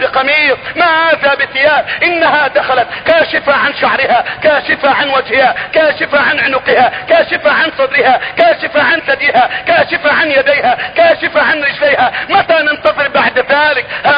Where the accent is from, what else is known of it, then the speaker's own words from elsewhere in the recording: Egypt; بلدتنا مصر